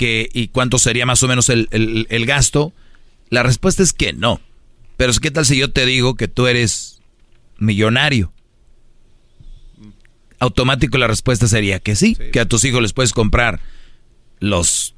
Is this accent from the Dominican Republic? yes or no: no; Monterrey, Nuevo León, Mexico; Yo soy de Monterrey.